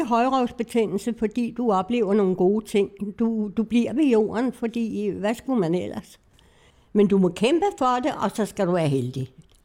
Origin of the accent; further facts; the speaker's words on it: Copenhagen, Capital Region of Denmark, Denmark; born there; Ja, jeg er født på Islands Brygge, i noget, der hedder Grundlyksgade nummer 7